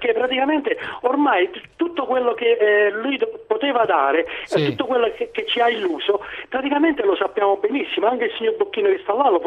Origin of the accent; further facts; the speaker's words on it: Latina, Lazio, Italy; siamo conterranei, diciamo, anche se siamo da Latina.